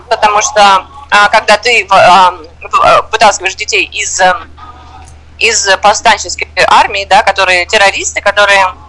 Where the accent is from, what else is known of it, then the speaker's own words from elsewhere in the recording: Moscow, Russia; now in Uganda; Да-да-да, я из России, я из Москвы.